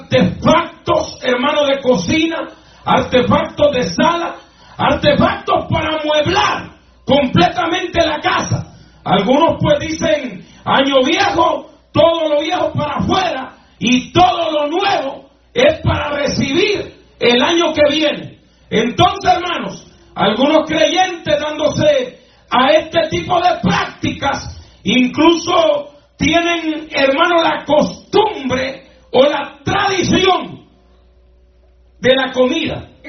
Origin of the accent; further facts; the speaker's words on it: Honduras; Yo voy a hablar de mi país de origen, de Honduras.